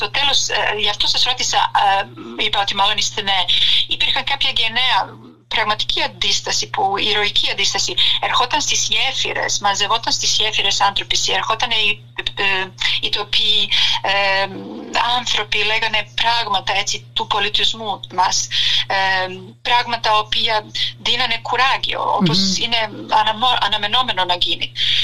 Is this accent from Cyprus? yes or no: no; Serbia; Όποτε έλεγα ότι είμαι από τη Σερβία